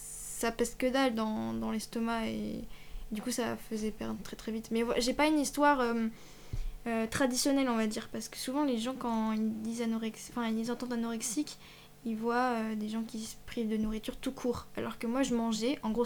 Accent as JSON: {"language": "French", "town": "Angers", "region": "Pays de la Loire", "country": "France", "said": "j'ai 17 ans aussi et je viens de Angers en Maine-et-Loire."}